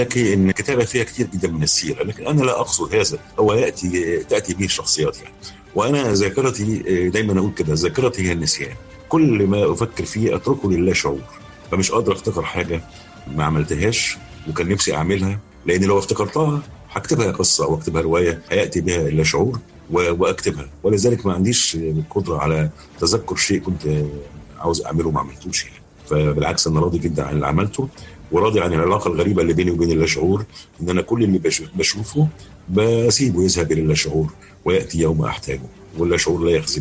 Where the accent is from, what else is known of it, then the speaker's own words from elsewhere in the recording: Alexandria, Alexandria Governorate, Egypt; now in Cairo, Egypt; لما جيت القاهرة هنا كنتش طايقها، لان انا اسكندراني مش واخد على الزحمه دي، وانا جيت طبعا القاهره